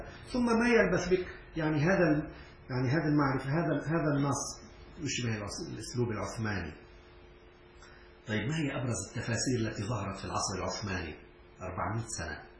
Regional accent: Syria; وأنا كنت أستغرب نحن عندنا في سوريا إلى الآن

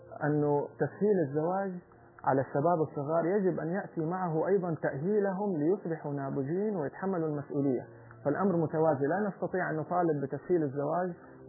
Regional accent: Saudi Arabia; في عادة كانت جميلة عندنا في السعودية

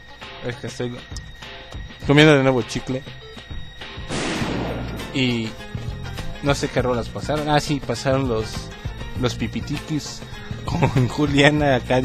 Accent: Cuautitlán Izcalli, State of Mexico, Mexico; Somos de Parques, de aquí en Cuautitlán Izcalli.

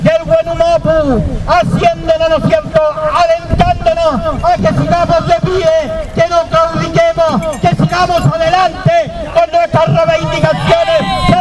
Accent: Chile; tenemos demasiada claridad como chilenos y como mapuche que somos, como pueblo mestizo también.

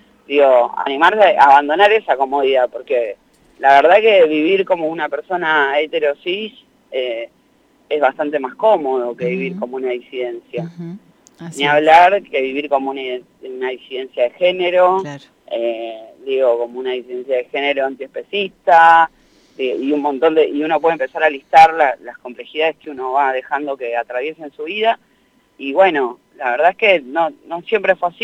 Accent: La Matanza, Buenos Aires Province, Argentina; Nací en Capital, en un conventillo de Constitución. Soy le cuarte hije de 6 hermanos. Después nos mudamos al conurbano, viví mucho tiempo en La Matanza.

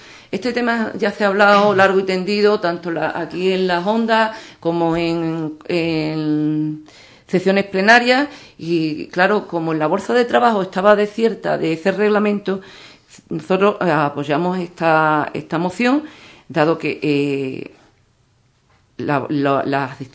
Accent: Andalusia, Spain; porque somos andaluces

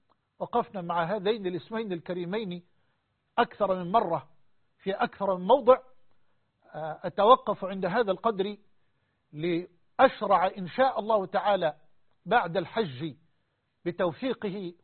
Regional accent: Egypt; وأسأل الله سبحانه أن يجعل بلدنا مصر وسائر بلاد المسلمين أمنا أمانا سخاء رخاء

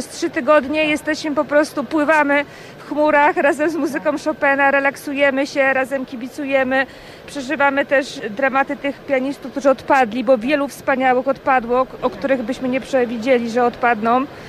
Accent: Łódź, Łódź Voivodeship, Poland; my jesteśmy w ogóle z Łodzi i musimy już wracać

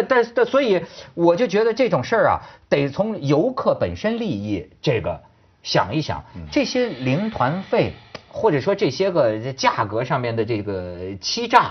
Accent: China; also born or lived in Hong Kong; 我作为一个这个土生土长的大陆人，但是在香港生活多年，是吧，高度爱国爱港的这个人士

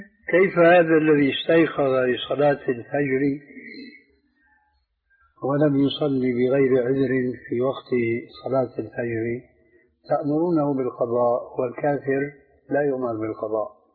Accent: Syria; فالآن كما يقولون أيضا عندنا في سوريا بصوت أحمدي يعني واسع في حرية كاملة

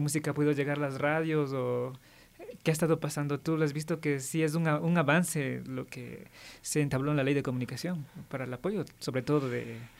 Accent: Ecuador; nosotros como ecuatorianos

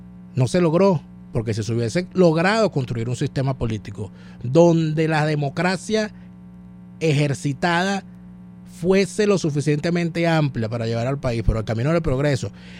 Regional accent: Venezuela; aquí en Venezuela, si en algo hemos sido nosotros como sociedad, como venezolanos

